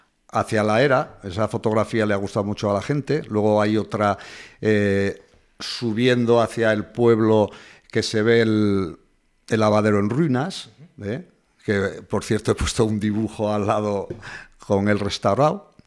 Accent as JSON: {"language": "Spanish", "town": "Peralta", "region": "Navarre", "country": "Spain", "said": "porque yo soy de Peralta, de un pueblo de la Ribera, y allí eso no existía."}